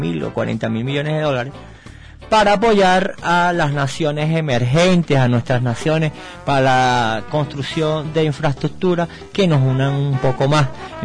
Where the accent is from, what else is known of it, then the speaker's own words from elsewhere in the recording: Venezuela; al final somos todos venezolanos